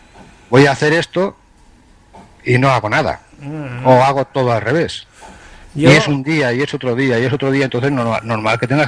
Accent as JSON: {"language": "Spanish", "region": "Galicia", "country": "Spain", "said": "Pues ahora yo te voy a contestar con otra pregunta, como buen gallego."}